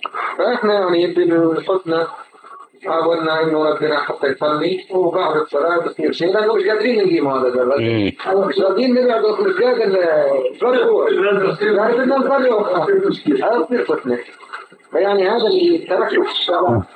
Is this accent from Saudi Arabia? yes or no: no; Jordan; إحنا جايين من الأردن